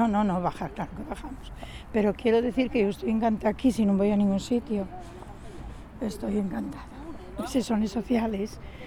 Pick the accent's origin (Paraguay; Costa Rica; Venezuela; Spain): Spain; Mieres, Asturias; born there; now in Gijón, Spain; yo me gustaba Oviedo, yo soy de Mieres nacida, ¿eh?